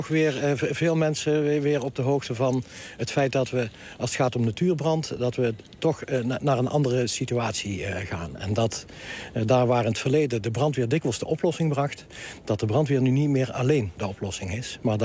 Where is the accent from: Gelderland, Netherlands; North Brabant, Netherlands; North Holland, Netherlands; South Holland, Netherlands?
North Brabant, Netherlands; Ja, het is mijn geboortegrond. Hier ben ik ook opgegroeid